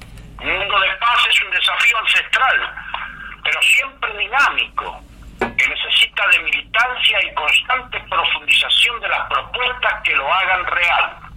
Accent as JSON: {"language": "Spanish", "region": "Mendoza", "country": "Argentina", "said": "Mendoza, la de los Andes infinitos. Mi tierra, la de las dulces mendocinas."}